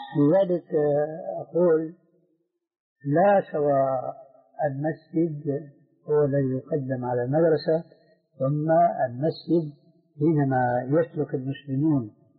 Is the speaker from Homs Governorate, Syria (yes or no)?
no; Damascus, Damascus Governorate, Syria; كان عندنا في دمشق مروج موقوفة برعاية الخيل